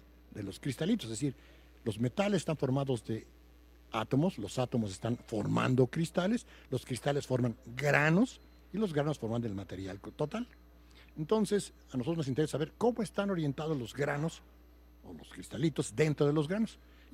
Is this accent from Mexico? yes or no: yes; Puebla, Mexico; moved away as an adult; now in Mexico City, Mexico; tendría que decir que soy poblano, no sé si será bueno o malo. Después de eso estudié en la escuela en Puebla